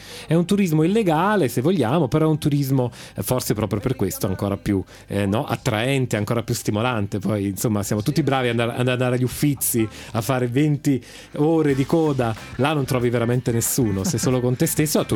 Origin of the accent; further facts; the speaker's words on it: Basilicata, Italy; è un paese lucano, e sono lucano di origine, quindi lo amo particolarmente.